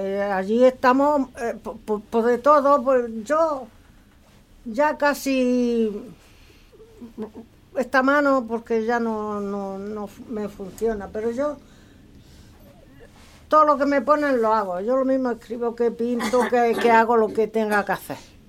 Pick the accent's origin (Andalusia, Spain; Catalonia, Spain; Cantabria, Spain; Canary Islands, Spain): Andalusia, Spain; Almería; Yo de aquí de Almería.